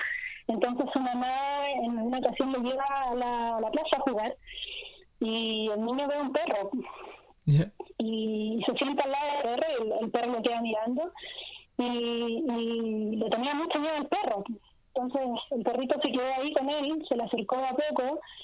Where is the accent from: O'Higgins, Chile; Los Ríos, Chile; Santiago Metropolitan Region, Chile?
O'Higgins, Chile; San Fernando; yo soy de San Fernando, estuve acá también en la plaza con mis compañeras narradoras de San Fernando